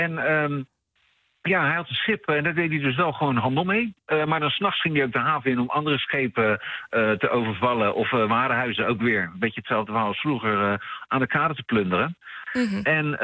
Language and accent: Dutch; Netherlands; ben ook maar een Nederlander, wat weet ik.